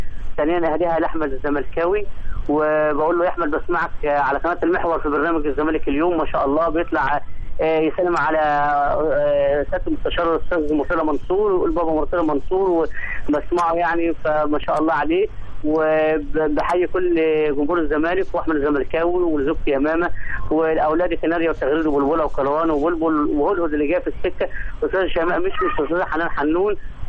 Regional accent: Egypt; لان انا يعني مصري حتى النقاع بعشق تراب مصر

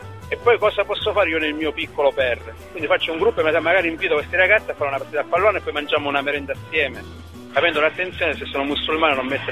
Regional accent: Sicily, Italy; io sono siciliano, fino al 2012, dal 2006 al 2012 sono stato a Palermo in una casa nostra salesiana

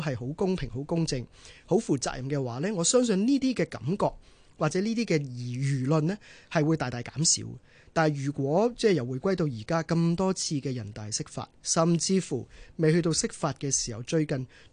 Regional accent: Hong Kong; 其实跟我们香港人的意境或者想象我们的法治的传统呢和精神呢是背道而驰的嘛

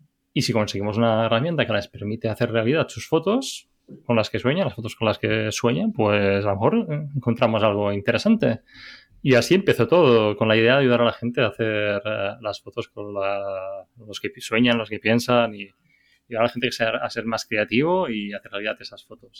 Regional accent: Balearic Islands, Spain; pues, soy menorquín

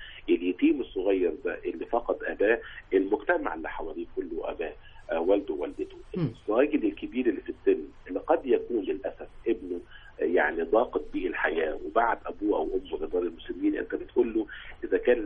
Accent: Egypt; والتراحم موجود أكتر فينا كمصريين

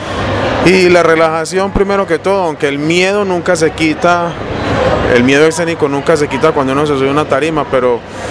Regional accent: Barbosa, Antioquia, Colombia; No, yo realmente soy de acá, de Antioquia. Yo soy de Barbosa, Antioquia, a mucho honor.

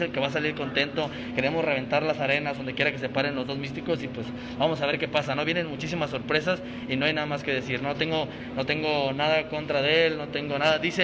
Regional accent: Guadalajara, Jalisco, Mexico; estar en mi tierra, que es Guadalajara, Jalisco

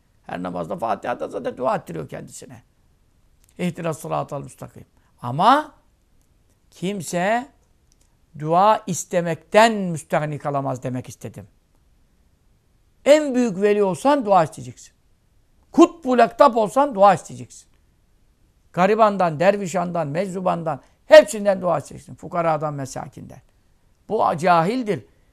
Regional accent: Ismailia, Ismailia Governorate, Egypt; İsmaila'da doğduk büyüdük 6-7 yaşından beri.

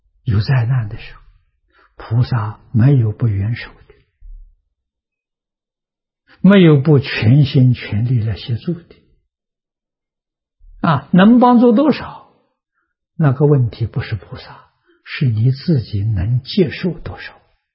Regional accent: China; 一不是我们中国人穿的这个一，中国人穿的都是裁缝剪好了的

